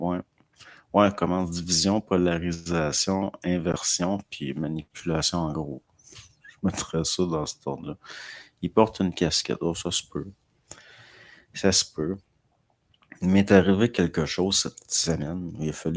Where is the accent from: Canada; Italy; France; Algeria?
Canada; Dolbeau, Quebec; Je suis natif de Dolbeau.